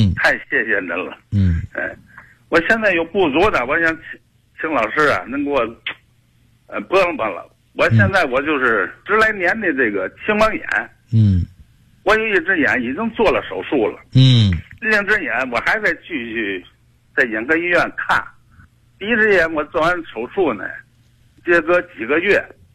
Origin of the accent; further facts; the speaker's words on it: Beichen, Tianjin, China; 我是天津的北辰的。